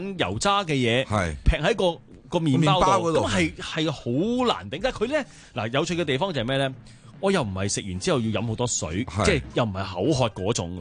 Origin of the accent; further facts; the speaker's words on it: Hong Kong; 我係中國人或者我係香港人